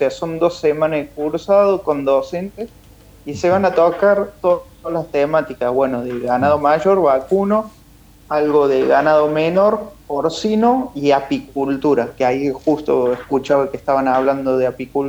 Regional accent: Córdoba, Argentina; yo soy cordobés y he militado mucho en Córdoba y las provincias cercanas, pero hoy me encuentro ya viviendo en la zona del sur de la provincia de Buenos Aires, bajando Bahía Blanca

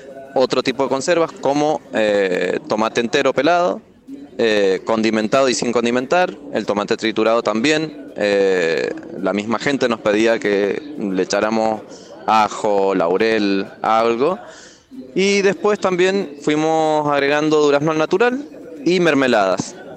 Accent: Junín, Argentina; vengo desde Junín

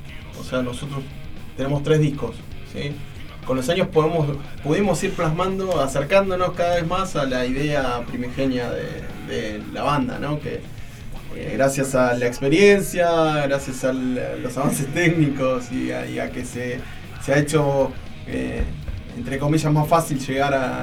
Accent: Ituzaingó, Buenos Aires Province, Argentina; Somos de Zona Oeste, Ituzaingó.

